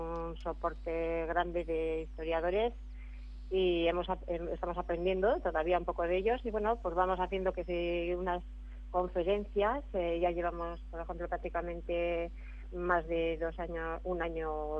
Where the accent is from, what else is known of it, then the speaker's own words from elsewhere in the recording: Basque Country, Spain; born there; Nací en Gipuzkoa, vivo en Vizcaya